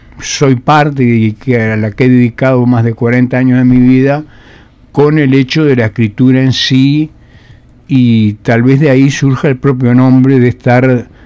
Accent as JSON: {"language": "Spanish", "town": "Fray Bentos", "region": "Río Negro", "country": "Uruguay", "said": "Yo soy de Fray Bentos."}